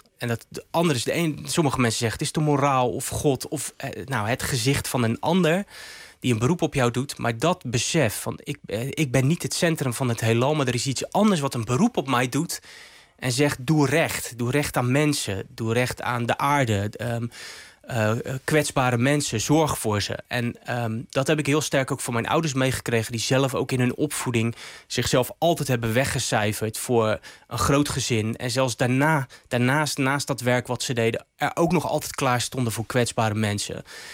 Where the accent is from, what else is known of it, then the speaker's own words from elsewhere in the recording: Rotterdam, South Holland, Netherlands; Ja, ik ben Rotterdammer.